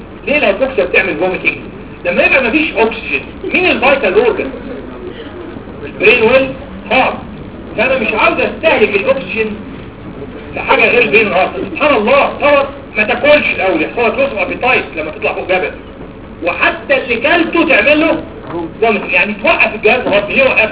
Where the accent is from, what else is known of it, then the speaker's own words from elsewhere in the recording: Upper Egypt, Egypt; انا موجود في بني سويف كما استاذتي دكتوره زينه ابراهيم مواليد نفس البلد بني سويف. انا صعيدي